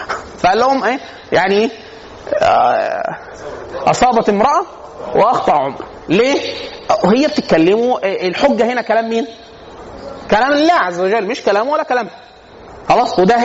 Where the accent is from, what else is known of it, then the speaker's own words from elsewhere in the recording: Upper Egypt, Egypt; now in Cairo, Egypt; انا عشان اصلا من الصعيد